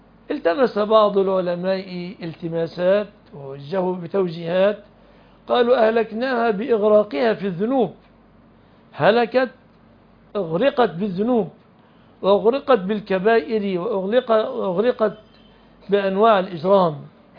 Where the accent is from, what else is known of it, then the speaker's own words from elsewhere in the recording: Egypt; ليس المعنى الذي عندنا في مصر نطلق المدن والقرى